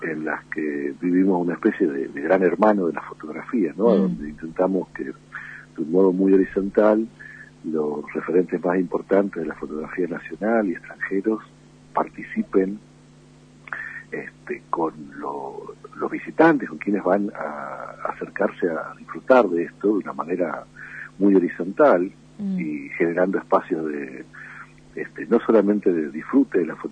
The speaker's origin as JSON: {"language": "Spanish", "region": "Misiones", "country": "Argentina", "tie": "born or raised there", "also_born_or_lived": "Jujuy", "lives_now": "Tucumán, Argentina", "said": "Yo nací en Jujuy, aunque no viví nunca en Jujuy. Yo viví en la provincia de Misiones y vivo desde el año 73 en Tucumán, o sea, hace mucho."}